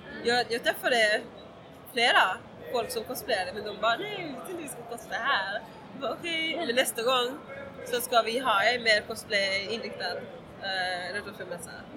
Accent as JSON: {"language": "Swedish", "town": "Eslöv", "region": "Skåne", "country": "Sweden", "said": "Jag är egentligen från Eslöv som ligger i Skåne."}